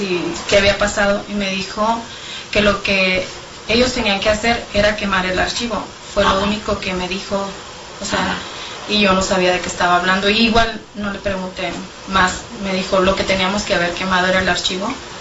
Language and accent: Spanish; Durango, Mexico; now in Nogales, Mexico; Soy originaria de Durango, Durango, y mi domicilio actual es Acacia Vieja, número 10J, en la ciudad de Nogales, Sonora.